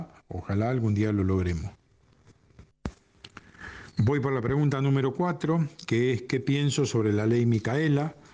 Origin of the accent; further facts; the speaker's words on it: Pipinas, Buenos Aires Province, Argentina; nacido y criado en Pipinas